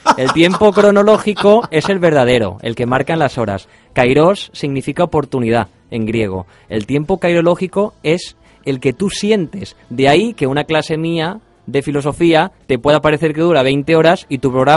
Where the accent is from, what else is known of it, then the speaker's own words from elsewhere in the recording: Sueca, Valencian Community, Spain; Estará además en mi pueblo, en Sueca, el 30 de agosto.